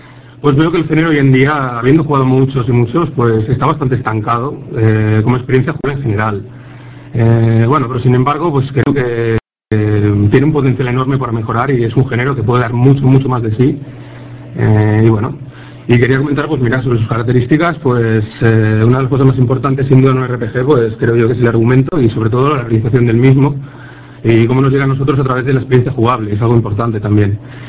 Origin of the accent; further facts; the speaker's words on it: Barcelona, Catalonia, Spain; soy de Barcelona.